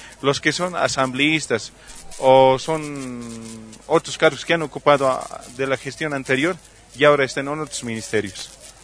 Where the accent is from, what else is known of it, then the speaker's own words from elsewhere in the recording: Carabuco, La Paz, Bolivia; yo soy del municipio de Carabuco